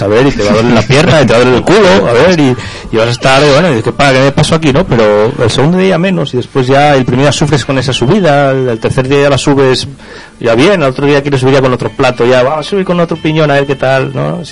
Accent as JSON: {"language": "Spanish", "town": "Pola de Lena", "region": "Asturias", "country": "Spain", "tie": "born there", "said": "Pero es que mi abuelo era sastre, era sastre del pueblo donde yo nací, y él era un entusiasta de la bicicleta terrible. O sea, organizó ahí en Pola de Lena varias marchas ciclistas"}